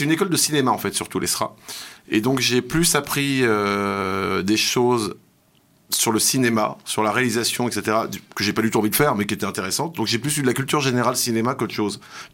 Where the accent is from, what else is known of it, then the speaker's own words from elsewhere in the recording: Paris, Île-de-France, France; quand j'étais petit à Paris, j'écumais toutes les radios en fait.